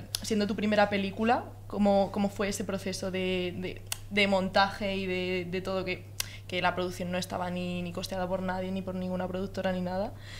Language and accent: Spanish; Madrid, Community of Madrid, Spain; Yo también tengo abuelas, y soy de Madrid, pero...